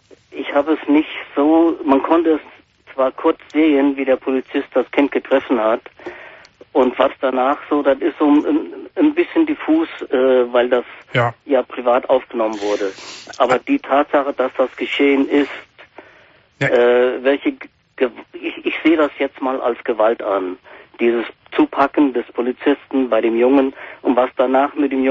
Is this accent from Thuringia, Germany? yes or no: yes; Thuringia, Germany; Nee, ich bin Thüringer.